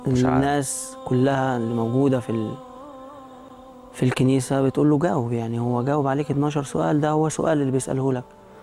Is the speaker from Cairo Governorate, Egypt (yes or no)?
no; Alexandria, Alexandria Governorate, Egypt; أنا مصري من اسكندرية, بس الفترة اللي أنا أسلمت فيها كنت في القاهرة.